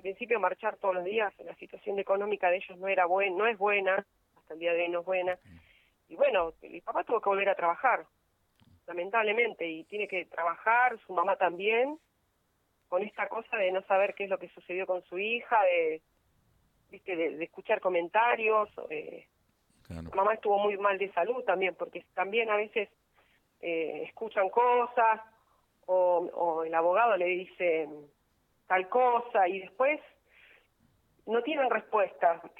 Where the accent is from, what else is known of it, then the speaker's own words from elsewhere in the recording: Buenos Aires, Argentina; now in La Paz, Argentina; Yo soy de Buenos Aires, elegí vivir en La Paz porque era un lugar tranquilo. Mi compañero es nativo de acá de La Paz.